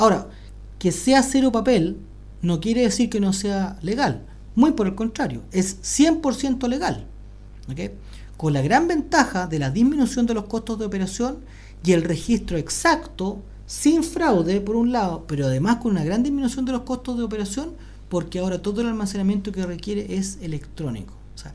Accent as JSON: {"language": "Spanish", "country": "Chile", "said": "A ver, en Chile, en mi país, nosotros tenemos una característica"}